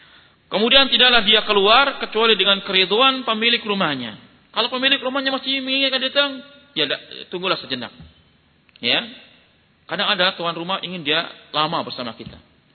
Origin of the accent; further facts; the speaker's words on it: Sumatra, Indonesia; born there; saya walaupun orang Jawa kan sudah lahir di Sumatera, bukan lahir di Sumatera. Sudah besar di Sumatera.